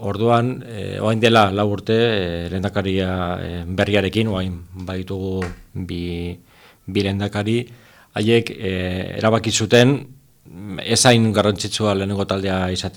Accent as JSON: {"language": "Basque", "town": "San Sebastián", "region": "Basque Country", "country": "Spain", "lives_now": "Hendaye, France", "said": "ni donostiarra naiz, osea, endaian bizierren donostiarra naiz"}